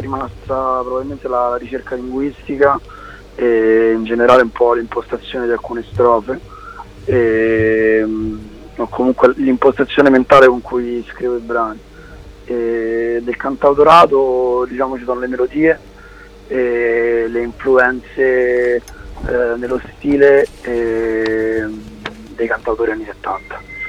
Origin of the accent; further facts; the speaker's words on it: Rome, Lazio, Italy; siamo entrambi di Roma e quindi, come tutti i cantautori romani